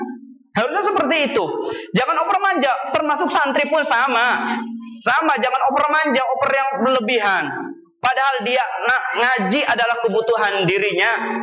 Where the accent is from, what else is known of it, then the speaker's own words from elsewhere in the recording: West Java, Indonesia; Saya itu orang Sunda, enggak ngerti tiker.